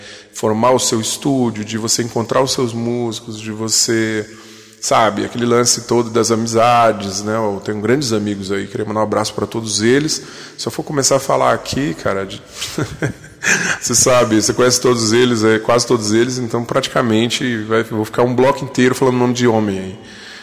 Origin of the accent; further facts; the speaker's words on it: Brasília, Federal District, Brazil; Eu não sou daí, sou de Brasília, né?